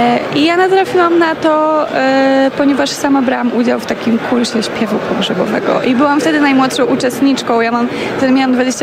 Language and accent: Polish; Podlaskie Voivodeship, Poland; ja jestem spod Białegostoku